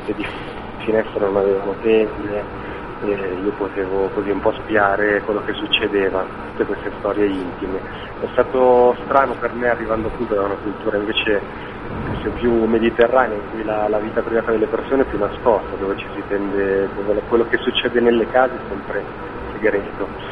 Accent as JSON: {"language": "Italian", "town": "Milan", "region": "Lombardy", "country": "Italy", "tie": "born or raised there", "said": "Io sono di Milano, quindi sono nato e cresciuto in città, circolato dalle persone."}